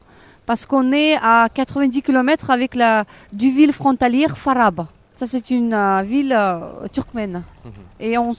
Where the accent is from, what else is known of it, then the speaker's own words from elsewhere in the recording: Bukhara, Bukhara Region, Uzbekistan; French is a second language; je suis très contente de pouvoir présenter ma ville natale, la ville de Boukhara, qui est très connue dans le monde entier, parce que c'est une ville qui se trouvait sur les routes caravanières.